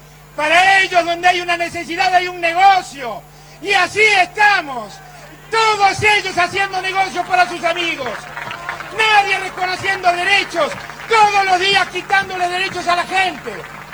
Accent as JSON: {"language": "Spanish", "country": "Argentina", "said": "Somos la Argentina, somos un país enorme que ha soportado dictaduras y ha vuelto"}